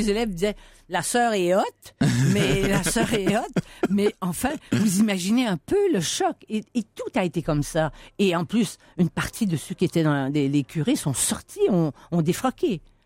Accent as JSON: {"language": "French", "region": "Quebec", "country": "Canada", "accent": "joual", "first_language": "joual", "said": "parce que je viens pas de ce monde-là. Et ma première langue, c'était le joual."}